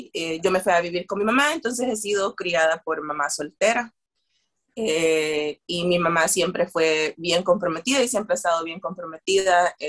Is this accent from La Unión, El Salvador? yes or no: no; San Marcos, San Salvador, El Salvador; born there; Yo nací en San Marcos, y hay una parte ahí de mi niñez que está un poco borrosa